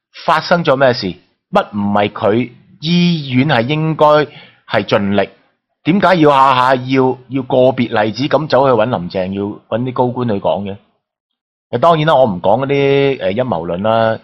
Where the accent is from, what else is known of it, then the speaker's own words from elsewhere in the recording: Hong Kong; 其實你話點解我哋香港人會同你決裂呢